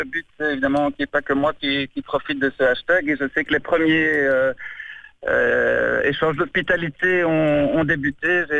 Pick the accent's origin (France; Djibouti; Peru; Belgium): Belgium; Brussels, Brussels-Capital Region; Ben voilà, moi je suis de Bruxelles, c'est à une heure de route pour l'aller